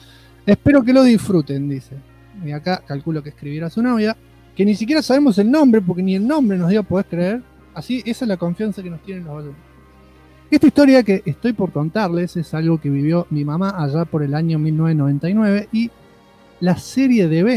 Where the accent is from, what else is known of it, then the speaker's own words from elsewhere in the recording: Izalco, Sonsonate, El Salvador; Soy de El Salvador, país centroamericano, específicamente de Izalco, una ciudad muy chiquitita de aproximadamente 10.000 habitantes